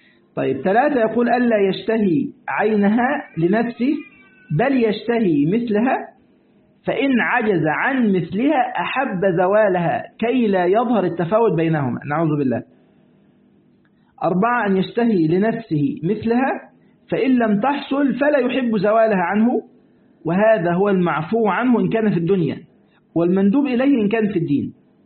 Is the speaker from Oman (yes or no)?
no; Egypt; ده عندنا في مصر نقول كده